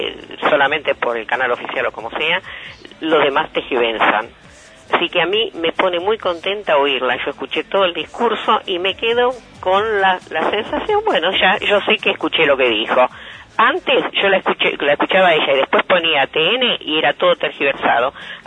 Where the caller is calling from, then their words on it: Mar del Plata, Buenos Aires Province, Argentina; de Mar del Plata.